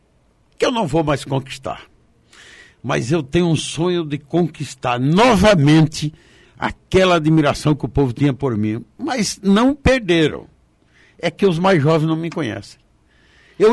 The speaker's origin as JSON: {"language": "Portuguese", "town": "Foz do Iguaçu", "region": "Paraná", "country": "Brazil", "said": "minha terrinha querida, Foz do Iguaçu."}